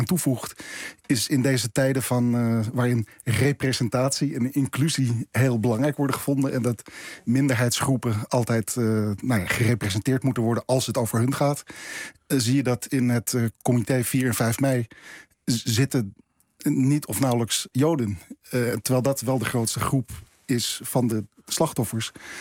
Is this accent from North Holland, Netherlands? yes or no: yes; Amsterdam, North Holland, Netherlands; born there; Ik ben geboren in Amsterdam-Zuid, vlakbij de Apollolaan